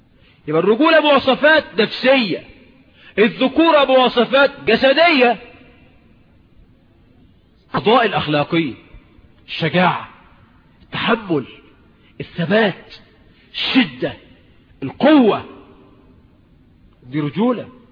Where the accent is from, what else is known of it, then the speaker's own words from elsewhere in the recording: Egypt; مش عندنا، انا مش من المليا، عندنا في مصر يعني، ما هو المليا دي مصر.